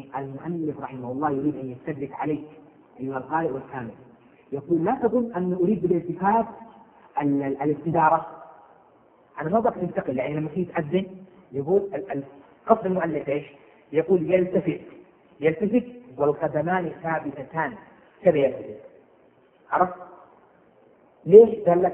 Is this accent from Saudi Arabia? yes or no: yes; Hejaz, Saudi Arabia; كما هو الآن مشهور عندنا بالحجاز